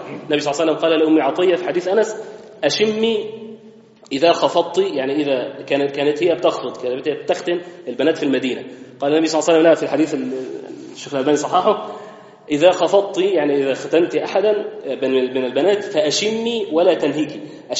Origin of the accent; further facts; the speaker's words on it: Egypt; الختان احنا عندنا في مصر بنسميه تسمية حلوة الطهارة